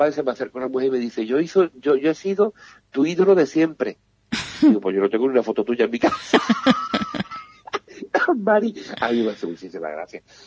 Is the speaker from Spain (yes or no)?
yes; Jerez de la Frontera, Andalusia, Spain; now in Benalmádena, Spain; yo soy de Jerez, pero vivo en Benalmádena